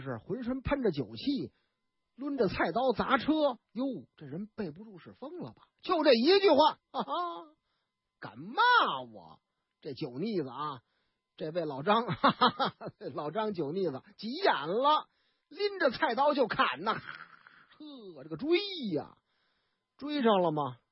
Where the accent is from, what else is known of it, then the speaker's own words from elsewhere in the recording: Northeast China, China; 但是呢，有一点，我们东北人老家话哪句呀